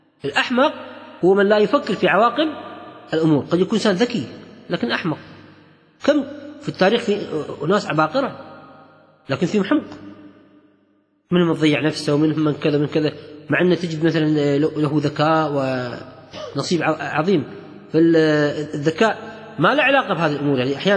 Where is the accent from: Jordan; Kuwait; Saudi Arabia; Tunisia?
Kuwait; وهذا إطلاق موجود عند الكويتيين في لهجتنا العامية.